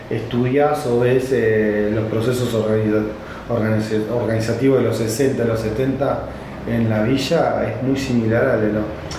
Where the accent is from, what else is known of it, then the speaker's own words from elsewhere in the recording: Buenos Aires, Argentina; Y yo soy porteño, igual que … ¿entendés?